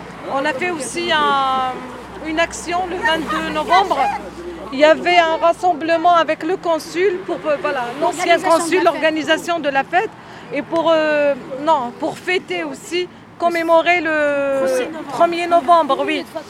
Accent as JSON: {"language": "French", "country": "Algeria", "said": "si on vous laisse rentrer au consulat, on est algérien, on est interdit de rentrer au consulat"}